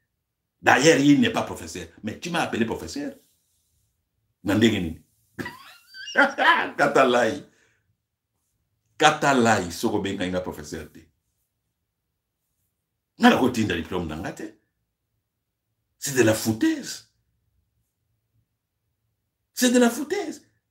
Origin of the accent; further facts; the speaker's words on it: DR Congo; je suis congolais, j'ai le droit de parler.